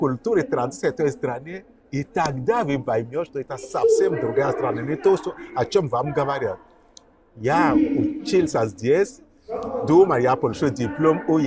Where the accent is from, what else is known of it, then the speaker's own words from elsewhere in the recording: Benin; Russian is a second language; Я родом из Бенина.